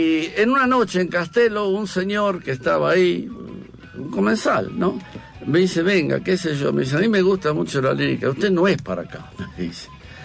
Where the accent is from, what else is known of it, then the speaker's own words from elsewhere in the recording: Buenos Aires, Argentina; yo soy del Abasto, como ninguno, no pregunto cuántos son, sino que salga de a uno. Bueno, a 5 o 6 cuadras de la casa de … a 2 cuadras del Abasto.